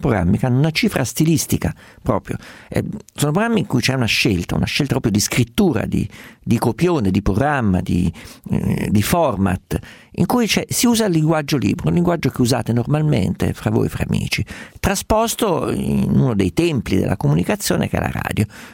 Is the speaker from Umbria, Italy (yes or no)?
yes; Umbria, Italy; Sono umbro come i toscani, quindi anche per noi è abbastanza normale.